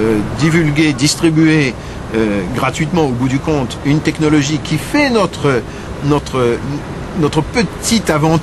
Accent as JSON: {"language": "French", "country": "France", "said": "Alors peut-être pas de la même façon que chez nous en France où on explose pour un tout et pour un rien"}